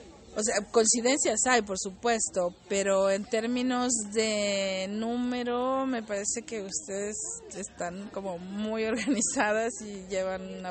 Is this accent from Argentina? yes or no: no; Mexico; vengo de México